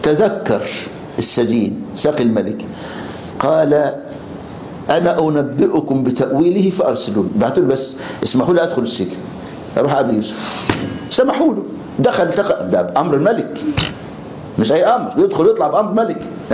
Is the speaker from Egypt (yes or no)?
yes; Egypt; ولغاية النهاردة المعتقل عندنا في مصر يلبسوه جلابية بيضة